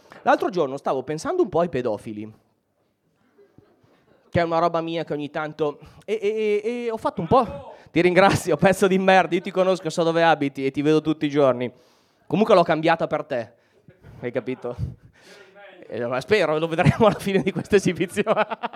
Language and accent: Italian; Mantua, Lombardy, Italy; io ho un problema con le S, vengo da Mantova ma siamo quasi emiliani, quindi abbiamo un problema con la S sibilina